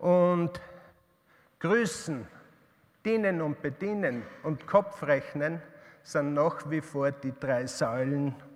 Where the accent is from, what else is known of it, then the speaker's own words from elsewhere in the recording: Upper Austria, Austria; Ich bin in Oberösterreich in einer Kreislerei aufgewachsen.